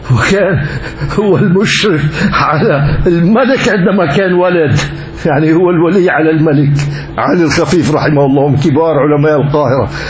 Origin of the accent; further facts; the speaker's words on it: Syria; وعندنا بسوريا